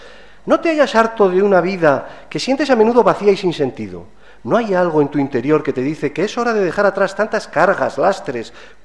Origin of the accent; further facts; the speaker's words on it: Seville, Andalusia, Spain; born there; que nací en Sevilla en el 58